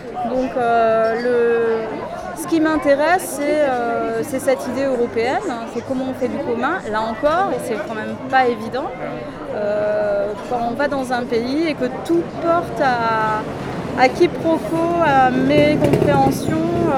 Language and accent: French; Rueil-Malmaison, Île-de-France, France; born there; Non, je suis née à Rueil-Malmaison, c'est à 20 km de Paris.